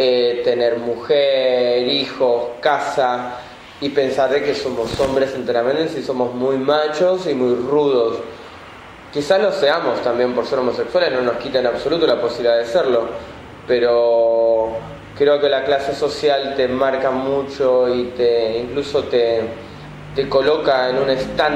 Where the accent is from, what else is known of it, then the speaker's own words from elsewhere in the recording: Merlo, Buenos Aires Province, Argentina; Tengo 36 años, soy de conurbano, soy del CONU, de Merlo, del barrio de Libertad.